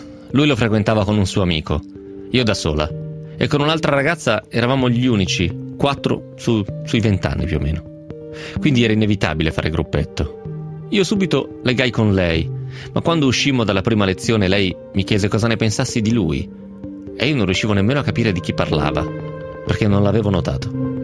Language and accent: Italian; Romentino, Piedmont, Italy; La seconda tappa di questo processo avviene nello spogliatoio del campo sportivo di Romentino, il mio paese.